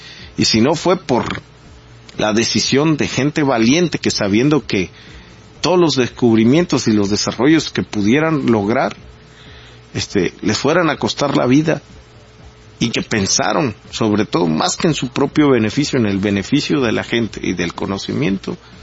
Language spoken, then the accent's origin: Spanish; Mexico; tenemos que, como mexicanos, no dejarnos llevar tampoco por la desconfianza